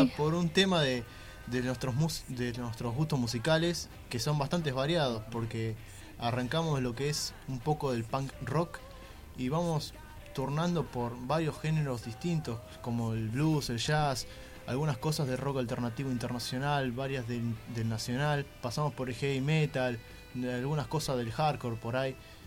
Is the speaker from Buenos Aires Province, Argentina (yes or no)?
yes; El Palomar, Buenos Aires Province, Argentina; Nosotros dos somos del Palomar, de la zona oeste.